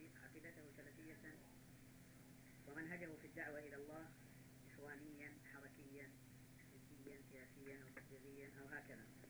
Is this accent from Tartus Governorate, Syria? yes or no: no; Damascus, Damascus Governorate, Syria; وأنا عارف وأنا سوري دمشقي كما تعلمون